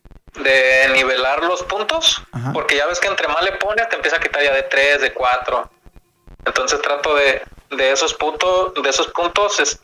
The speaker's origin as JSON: {"language": "Spanish", "country": "Mexico", "said": "Sí, pero yo soy mexicano"}